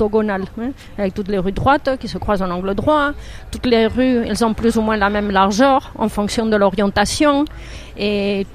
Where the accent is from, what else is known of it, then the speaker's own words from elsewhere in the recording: Basque Country, Spain; Ben oui, on est basque. Donc, pareil qu'on est espagnol ou on est européen, on est basque.